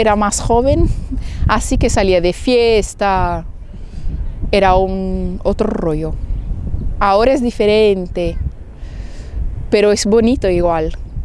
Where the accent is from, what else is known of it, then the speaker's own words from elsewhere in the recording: Brazil; Spanish is a second language; now in Barcelona, Spain; La gente brasileña me encanta, mi pueblo me encanta, somos, no sé, soy sospecha para decir, pero los brasileños son especiales.